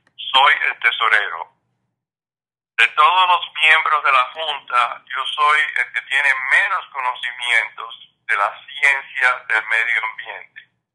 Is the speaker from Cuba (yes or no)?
yes; Cuba; now in New Orleans, United States; soy un nativo de Cuba y vivo en Nueva Orleans hace 50 años.